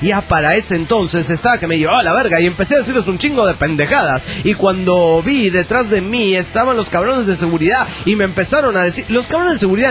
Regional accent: Mendoza, Argentina; now in São Paulo, Brazil; Soy originalmente de Mendoza, Argentina, pero vivo hace 5 años en São Paulo, Brasil.

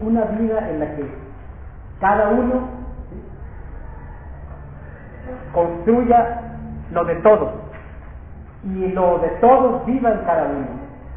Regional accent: Sinaloa, Mexico; yo soy de Sinaloa, y desde niños a nosotros, pues violencia y violencia, ¿no?

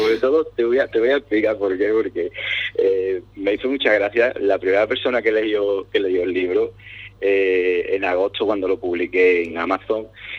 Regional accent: Cádiz, Andalusia, Spain; Como buenos gaditanos que somos, nos gusta mucho el humor.

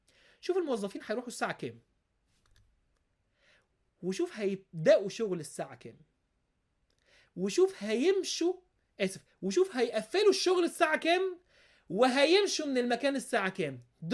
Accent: Egypt; حتى عندنا في مصر يقولوا كده

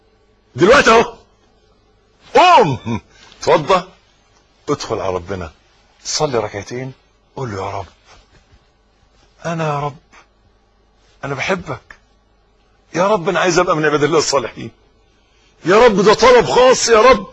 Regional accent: Egypt; حتة الارض اللي احنا واقفين عليها دي بلدنا مصر

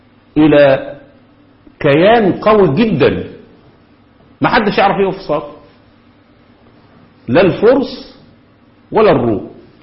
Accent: Egypt; احنا كمصريين بندافع عن

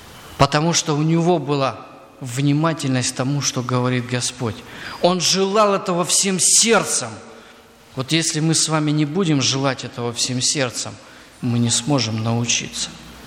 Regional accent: Crimea, Ukraine; вот у нас, где я вырос, в Крыму, очень жарко.

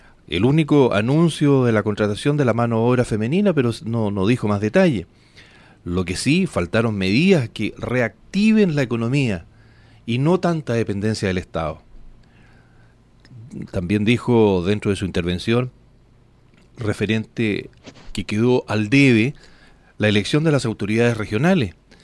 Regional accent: Chile; nosotros como ciudadanos de esta república, como chilenos

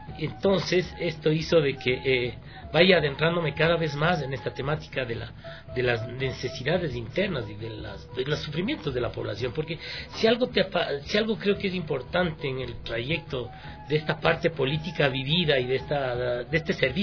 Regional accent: Quito, Pichincha, Ecuador; Y yo ya nací aquí en Quito y me radiqué en San Antonio de Pichincha hace unos 25 años.

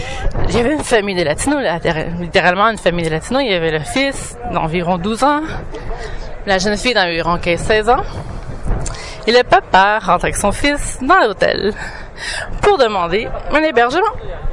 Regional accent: Montreal, Quebec, Canada; c'est le quartier de ma famille, le quartier de mes ancêtres. Depuis au moins les années 20, on vient d'ici.

